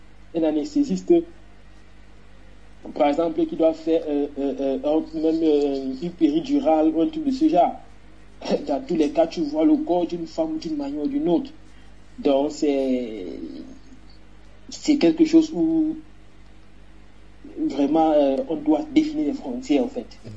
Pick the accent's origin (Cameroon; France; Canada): Cameroon; J'ai grandi au Cameroun.